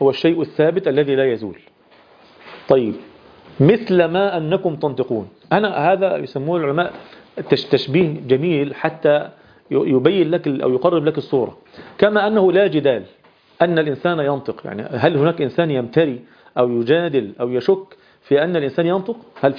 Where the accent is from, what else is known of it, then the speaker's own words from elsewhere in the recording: Egypt; يعني احنا حتى عندنا في مصر كمجتمع مصري نادر جدا ما يحدث هذا الأمر